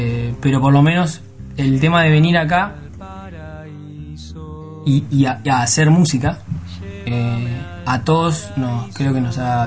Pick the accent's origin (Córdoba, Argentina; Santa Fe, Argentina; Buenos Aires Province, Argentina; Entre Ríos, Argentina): Santa Fe, Argentina; yo crecí en Santa Fe viendo venir grupos de afuera a tocar a Santa Fe